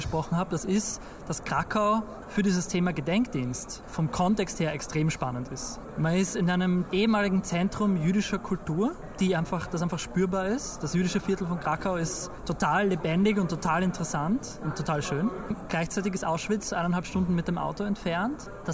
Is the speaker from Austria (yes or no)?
yes; Austria; aber sie wird immer eine andere sein als meine, als Österreicher.